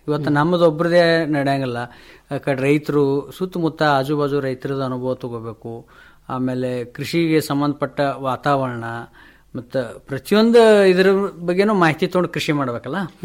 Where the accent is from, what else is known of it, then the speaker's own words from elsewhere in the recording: Vijayapura, Karnataka, India; also born or lived in Bengaluru; ನಂತರ ದಿನಗಳಲ್ಲಿ ನಾವು ಬೆಂಗಳೂರಿಗೆ ಶಿಫ್ಟ್ ಆಗಿ ಅಲ್ಲಿ ವರ್ಕ್ ಮಾಡಿ ಆಮೇಲೆ ಹೊಳ್ಳಿ ಮರುಳಿ ಗೂಡಿಗೆ ತಂದಂಗೆ ಬಿಜಾಪುರಕ್ಕೆ ಬಂದೇವಿ.